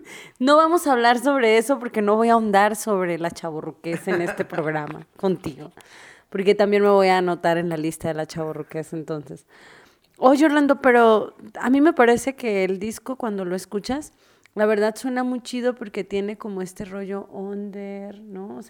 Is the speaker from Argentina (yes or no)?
no; Tijuana, Baja California, Mexico; now in Mexico City, Mexico; yo no soy de la Ciudad de México, soy norteña, mucha honra, de Tijuana, claro, por supuesto.